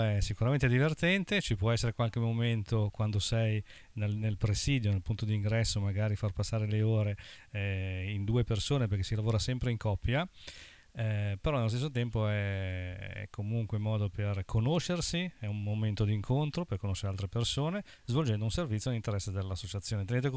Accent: Genoa, Liguria, Italy; Vengo da Genova e lavoro a Genova

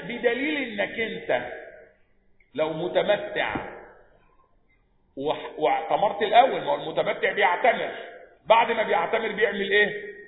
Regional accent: Egypt; الباسبور اللي معايا مصري يبقى معنى كده إن أنا أجي أعدي على ذي الحليفة أقول له لا لا أنا مش من أهل المدينة أنا من أهل مصر.

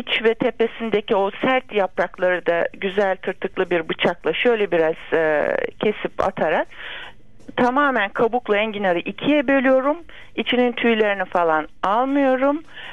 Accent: Bursa, Turkey; Ben Bursalıyım.

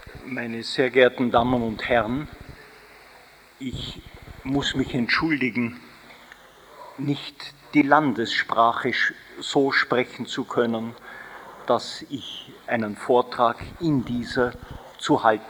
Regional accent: Austria; Als Österreicher darf ich auf eine hochinteressante Arbeit eines Wiener Statistikers Wilhelm Weber verweisen

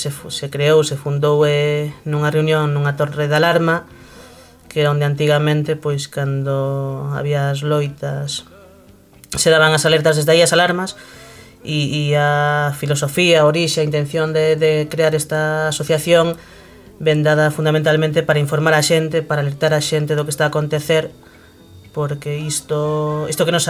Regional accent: Filloi, Galicia, Spain; nos vimos de da comarca de Terra de Montes, que está na provincia de Pontevedra, no interior da provincia de Pontevedra, e que abrangue os concellos de Forcarei, de Cerdedo e de Beariz.

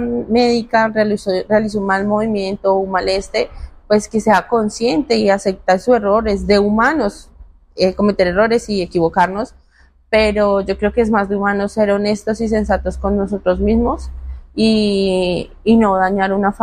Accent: Colombia; nuestro único apoyo como colombianos que somos, son ustedes, a los cuales acudimos.

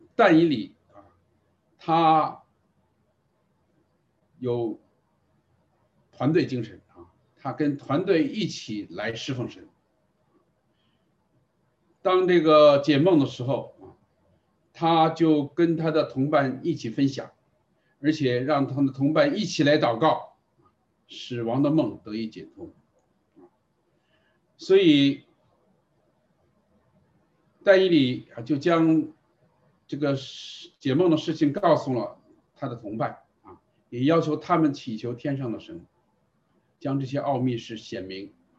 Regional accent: China; 所以我们中国人特点就是单打独斗啊

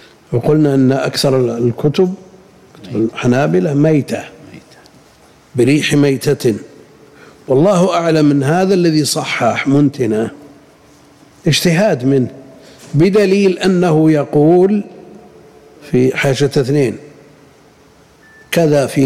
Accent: Al-Qassim, Saudi Arabia; هذا الملح اللي بشجر والشقة عندنا بالقصيم وغيره

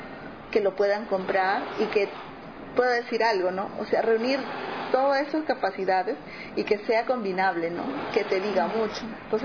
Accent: Lima, Peru; soy de Lima, autodenominada Huancaína, que es Huancayo, es una provincia del Perú, es la zona centro, la zona que yo siento que más productiva.

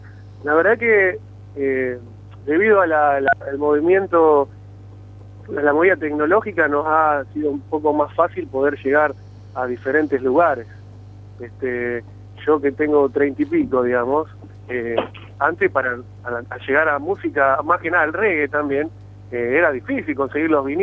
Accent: Rosario, Santa Fe, Argentina; porque venimos de Rosario.

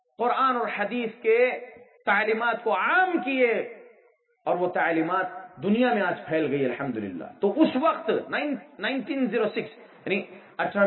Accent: Hyderabad, Telangana, India; میں حیدرآباد سے ہوں, دکن ہندوستان کے.

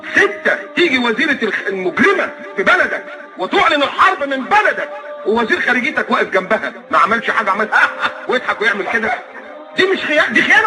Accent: Egypt; انا مكسوف وانا قاعد ان انا ابقى مصري

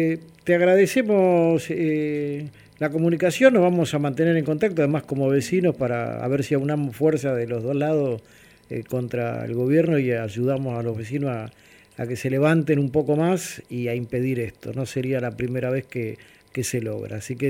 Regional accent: Buenos Aires, Argentina; yo aparte soy de allí, de Villa Crespo

